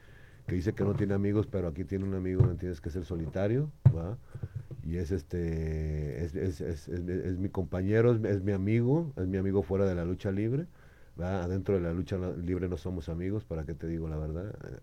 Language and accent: Spanish; Jalisco, Mexico; que son mis paisanos, que somos de Jalisco, ¿va?